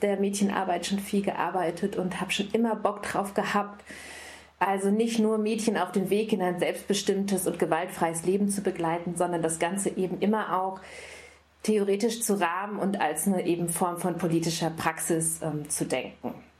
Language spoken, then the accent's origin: German; North Rhine-Westphalia, Germany; Also ich bin im Ostwestfalen-Lippe groß geworden, da war der Feminismus jetzt nicht unbedingt zu Hause.